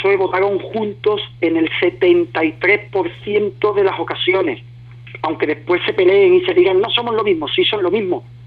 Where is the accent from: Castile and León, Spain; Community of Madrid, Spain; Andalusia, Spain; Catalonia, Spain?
Andalusia, Spain; Cádiz; permíteme que desde mi tierra, como gaditano, le pida el voto a mi ciudadano, a mi territorio, a mi provincia